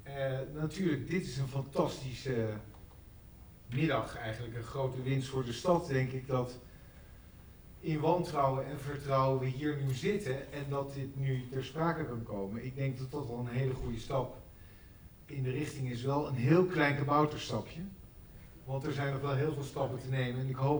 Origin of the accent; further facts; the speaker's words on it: Amsterdam, North Holland, Netherlands; niet zozeer vertrouwen van ons als Amsterdammers in de gemeente